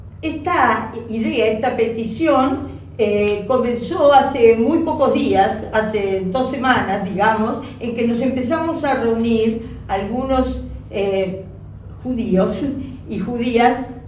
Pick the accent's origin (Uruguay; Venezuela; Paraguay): Uruguay; como uruguayos, no queremos que se repitan historias de holocaustos